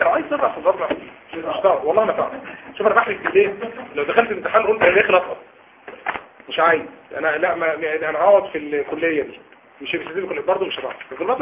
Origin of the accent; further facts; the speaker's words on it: Upper Egypt, Egypt; انا صعيدي يعني زي عارفين قمه الصبر